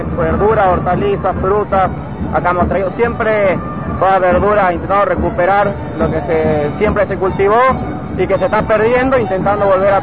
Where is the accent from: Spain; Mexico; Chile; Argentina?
Argentina; Salta; Yo soy de Salta